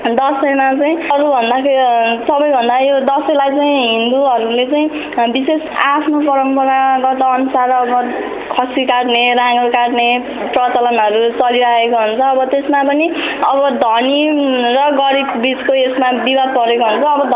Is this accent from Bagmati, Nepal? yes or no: yes; Bhirpani, Bagmati, Nepal; now in Manthali, Nepal; मेरो घर रामेछाप भिरपानी हो। हाल चाहिँ मन्थलीमा बस्दैछु।